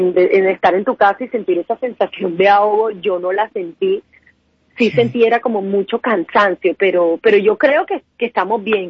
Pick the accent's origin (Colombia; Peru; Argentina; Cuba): Colombia; a nosotros como colombianos nos cuesta un poco entender la situación del prójimo